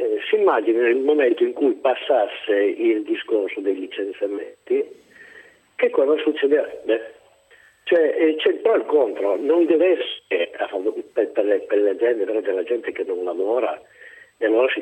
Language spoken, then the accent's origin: Italian; Turin, Piedmont, Italy; io sono di Torino e a Torino non è che stia così bene.